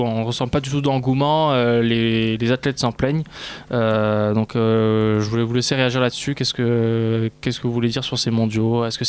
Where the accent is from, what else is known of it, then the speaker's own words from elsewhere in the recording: France; Et je suis obligé de parler de la France puisqu'on est français.